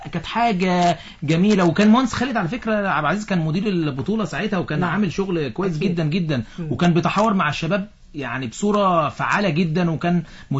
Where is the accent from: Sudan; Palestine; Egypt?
Egypt; هم مصريين واحنا مصريين.